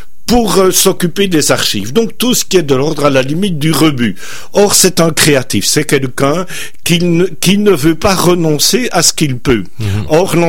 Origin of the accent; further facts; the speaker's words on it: Belgium; pour nos auditeurs québécois, je suis belge, je l'explique